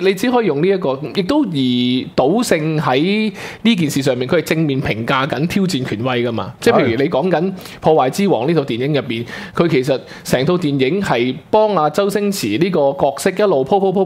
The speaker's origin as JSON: {"language": "Cantonese", "country": "Hong Kong", "said": "咁我哋香港人嗰陣时睇呢就好受落嘅"}